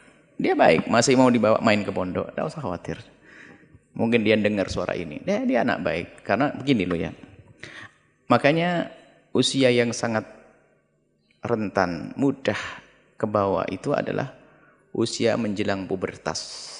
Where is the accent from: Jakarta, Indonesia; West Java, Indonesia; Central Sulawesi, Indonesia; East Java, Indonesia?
East Java, Indonesia; Coba kalau ketemu, saya orang Jawa Timur.